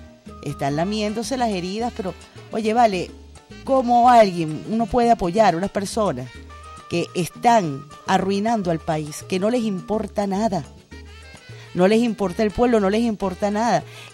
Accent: Venezuela; Todos somos venezolanos

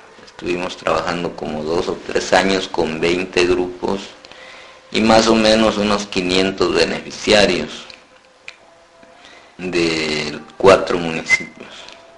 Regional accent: San Antonio Huista, Huehuetenango, Guatemala; soy guatemalteco, originario de un municipio que se ubica en el departamento de Huehuetenango, que se llama San Antonio Huista. Vivimos muy cerca de la frontera con Chiapas.

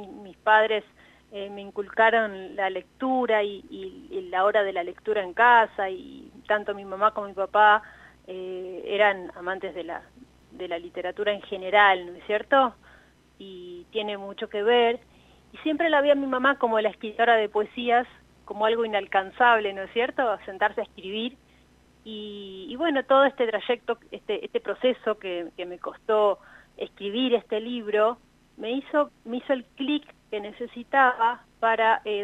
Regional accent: La Plata, Buenos Aires Province, Argentina; born there; now in La Pampa, Argentina; Nosotros estábamos separadas porque yo vivo en La Pampa hace 20 años y ella, bueno, nosotros nacimos en La Plata, ella estaba en La Plata.

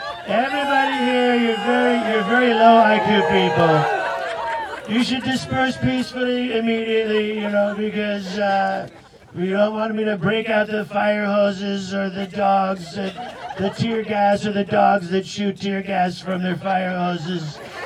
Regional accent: United States; now in Netherlands; Yeah. Some of you might know me because I come from America first, but I moved to the Netherlands second.

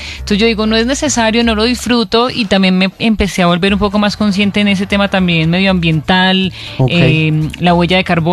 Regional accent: Antioquia, Colombia; Lo que pasa es que como buena paisa

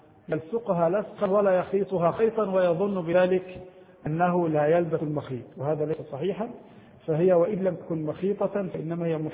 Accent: Egypt; هذه يسمونها عندنا في مصر الجيبة، كان يلبسها النساء قديما النطقة

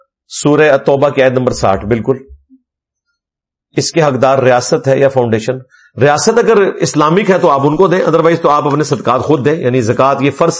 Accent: Karachi, Sindh, Pakistan; میں کراچی سے ہوں, ہمارے شہر میں ڈکیتیاں بہت ہوتی ہیں

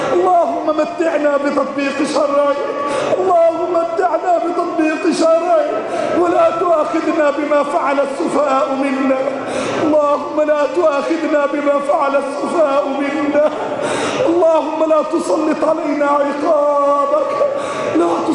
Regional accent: Egypt; اللهم احفظ بلدنا مصر، اللهم احفظ بلدنا مصر

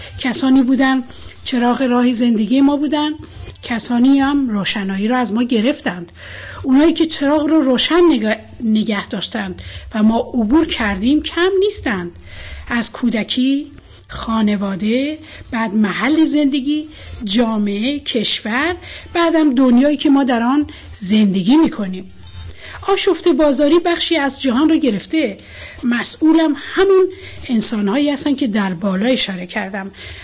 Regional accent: Iran; من به عنوان یه ایرانی برای وقتم احترام قائلم

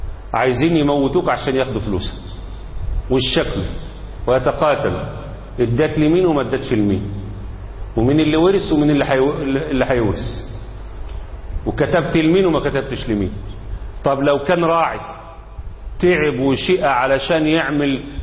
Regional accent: Egypt

